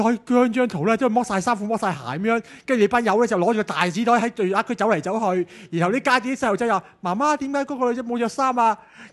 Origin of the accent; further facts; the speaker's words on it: Hong Kong; 唯一一個就攋咗嘢嘅嗰位就係我哋香港人